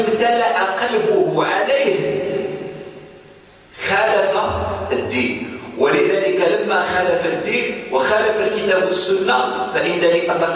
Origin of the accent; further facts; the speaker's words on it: Morocco; أفتى به مثلا في عندنا في المغرب